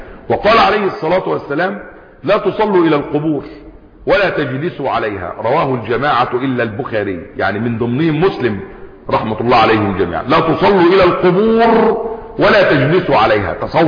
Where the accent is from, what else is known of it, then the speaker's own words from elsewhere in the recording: Egypt; زي كان عندنا في مصر قديما